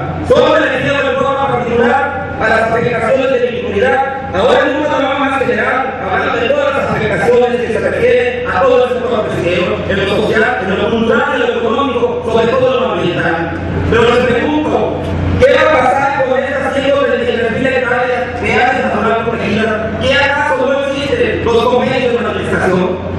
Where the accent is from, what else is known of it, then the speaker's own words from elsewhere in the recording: Boca de Camichín, Nayarit, Mexico; soy de Boca de Canichí, municipio de Santiago Esquivila, precisamente donde desemboca el río San Pedro.